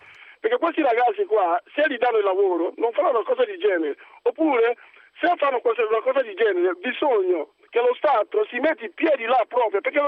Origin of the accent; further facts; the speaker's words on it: Nigeria; Italian is a second language; now in Italy; sono nigeriano, sono medico, ho vissuto là, da quella parte, diciamo, quando ero studente di medicina.